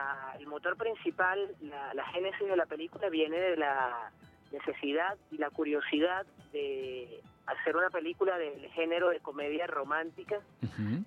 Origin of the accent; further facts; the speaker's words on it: Caracas, Capital District, Venezuela; Bueno, casi todos somos caraqueños.